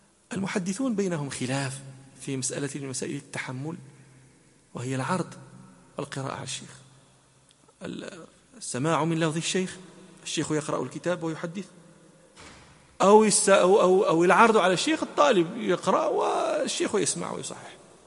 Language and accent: Arabic; Morocco; حتى لا نتهم بأننا ننسب الفضائل أنا مغربي